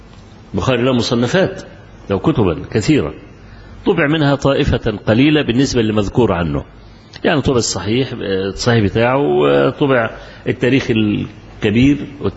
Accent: Egypt; أنا ما أعرفش، وأنا رجل مصري

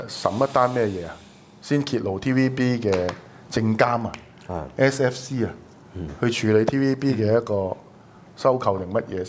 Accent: Hong Kong; 為什麼我們香港人散居到世界各地

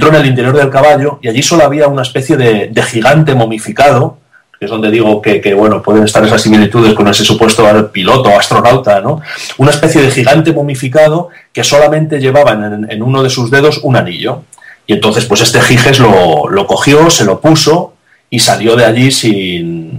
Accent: Salamanca, Castile and León, Spain; porque yo también soy de Salamanca, ¿no? Como él.

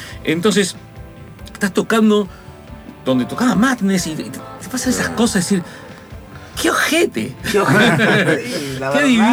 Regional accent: Argentina; qué groso como somos los argentinos, ¿no?

